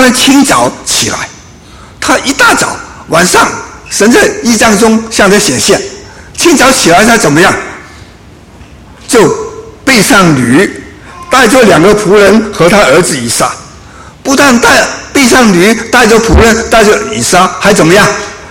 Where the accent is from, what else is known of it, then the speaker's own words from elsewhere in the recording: Guangdong, China; 我们广东人呢、啊，就会有一句话说